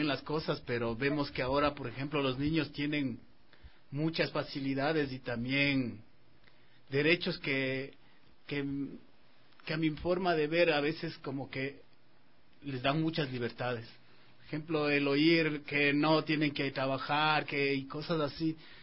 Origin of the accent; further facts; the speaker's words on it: Riobamba, Chimborazo, Ecuador; De hecho, yo soy de Riobamba.